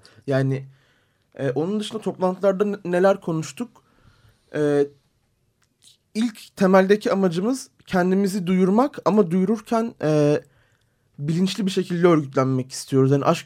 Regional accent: Diyarbakır, Diyarbakır Province, Turkey; Çünkü ben bir Diyarbakırlıyım.

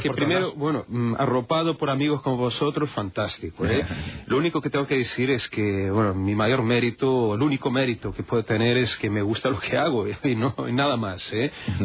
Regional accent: Brazil; Pero nacido y criado en Brasil. Sí. Sé que tengo, bueno, ascendencia en la región, en la zona de Jaén

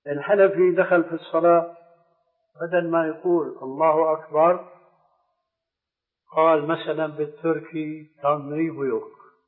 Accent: Damascus, Damascus Governorate, Syria; هناك عندنا في دمشق

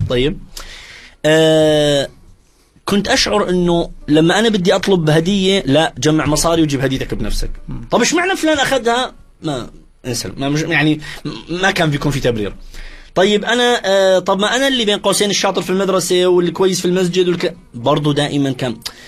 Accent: Iraq; وانا كوني عراقي طبعا في الجزيره العربيه انسى الموضوع انت ارهابي

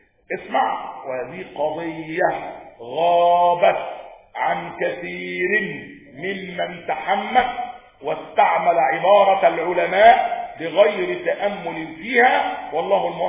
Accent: Egypt; احنا عندنا في مصر هنا يهود بيدخلوا بموجب المعاهده،

